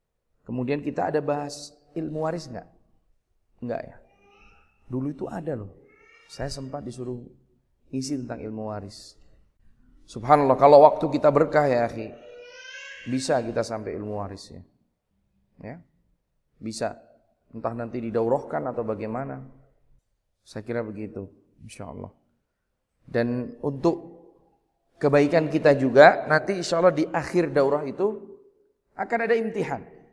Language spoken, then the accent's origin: Indonesian; Yogyakarta, Special Region of Yogyakarta, Indonesia; Saya asli Jogja. Lahir di kota, anak kota ya. Kemudian orang tua dua-duanya juga dari Jogja, satu dari kampung, satu dari kota sini.